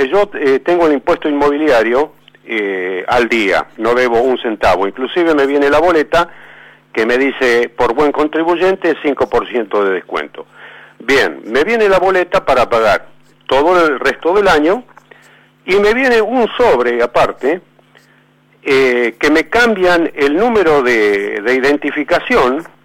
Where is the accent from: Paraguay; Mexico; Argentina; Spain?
Argentina; San Justo; Me voy a renta de acá de San Justo, yo soy de San Justo.